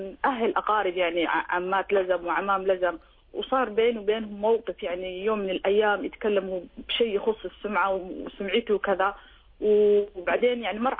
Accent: Somalia; now in Sharjah, United Arab Emirates; شيخ أنا صومالية مقيمة في دولة الإمارات في مدينة الشارجة

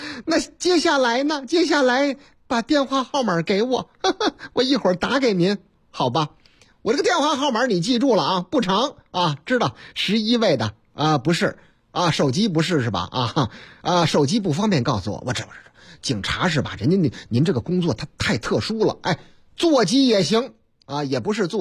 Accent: Zhengzhou, Henan, China; 您听这个口音还听不出来吗？我老家河南郑州，啊，不是我那个唯一的老家，哎，我老家多

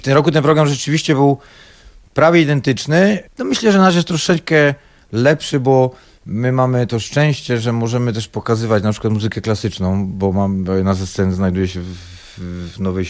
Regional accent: Silesian Voivodeship, Poland; no my jako Ślązacy z krwi i kości

